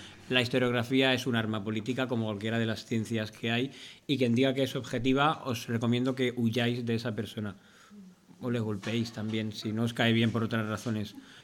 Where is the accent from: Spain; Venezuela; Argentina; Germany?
Spain; Valencia, Valencian Community; tenía cosas que hacer en Valencia, que es de donde vengo.